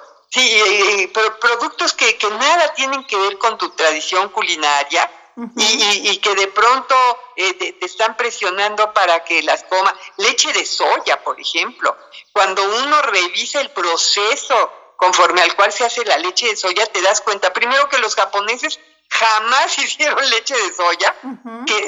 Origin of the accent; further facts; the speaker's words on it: Mexico; somos intolerantes los mexicanos, las mexicanas a la lactosa